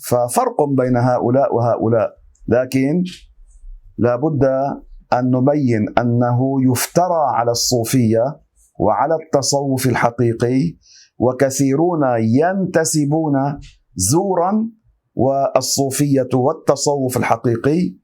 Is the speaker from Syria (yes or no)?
no; Lebanon; هكذا معروفة عندنا في لبنان،